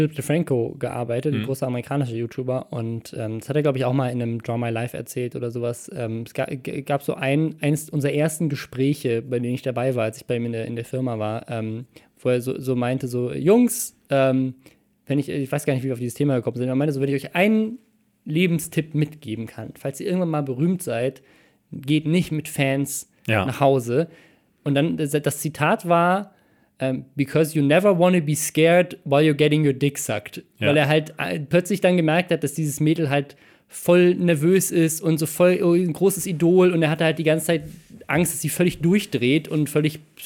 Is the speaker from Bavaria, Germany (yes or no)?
yes; Starnberg, Bavaria, Germany; bei mir, da wo ich herkomme, in Starnberg